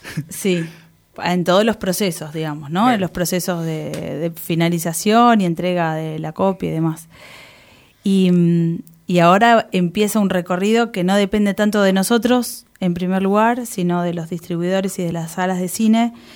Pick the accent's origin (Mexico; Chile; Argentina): Argentina; Neuquén; A mí me gustaría personalmente ir a Neuquén, porque además de que está parte del grupo de familiares y amigos, es de donde yo vengo.